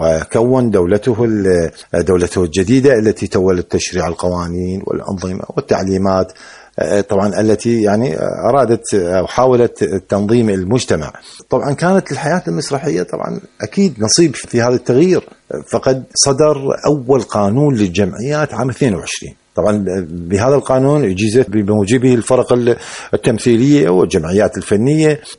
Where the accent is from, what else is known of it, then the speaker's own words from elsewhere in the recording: Iraq; حركة مسرحية مستقرة عندنا في العراق